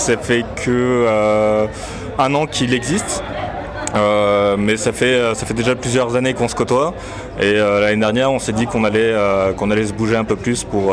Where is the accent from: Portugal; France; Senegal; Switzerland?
France; Colmar, Grand Est; now in Strasbourg, France; Il est alsacien, on est basé sur Colmar. Et voilà, moi après j'habite sur Strasbourg, mais à la base je suis de Colmar.